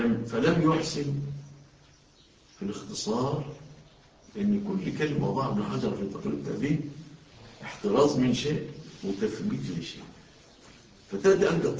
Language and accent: Arabic; Egypt; أنتوا شوفوا في بلادنا مصر